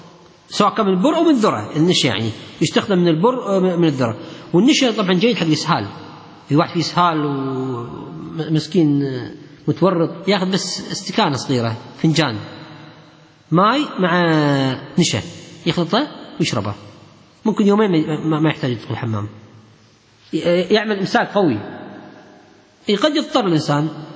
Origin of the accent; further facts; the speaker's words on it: Kuwait; حتى الخبز الإيراني عندنا في الكويت هذا غير قابل للتسخين